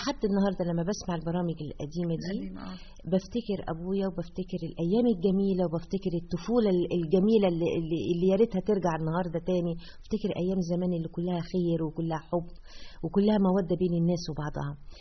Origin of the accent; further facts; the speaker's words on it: Cairo, Cairo Governorate, Egypt; born there; انا مولودة في مصر بس ماما بس ماما من الشرقية وبابا من بنها.